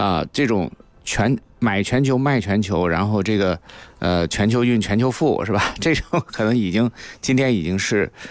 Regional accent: China; 我们中国人的购物节

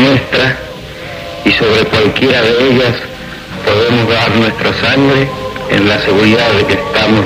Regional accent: Rosario, Santa Fe, Argentina; born there; nací en la Argentina.

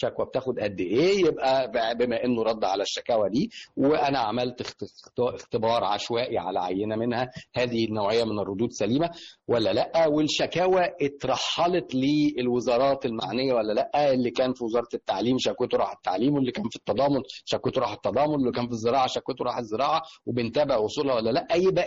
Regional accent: Egypt; حط بقى على ده ان احنا كمصريين بطبيعتنا

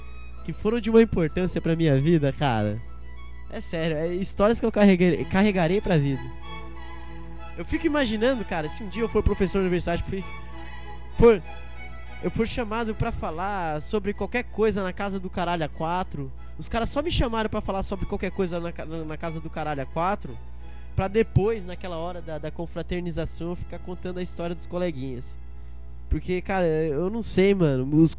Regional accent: Criciúma, Santa Catarina, Brazil; eu sou natural de Criciúma.

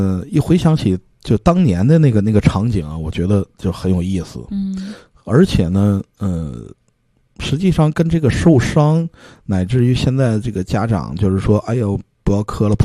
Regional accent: Northeast China, China; accent: Northeastern; 东北口音比较重啊。

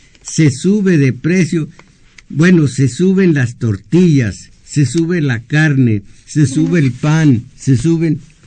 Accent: Mexico; como soberanos que somos los mexicanos

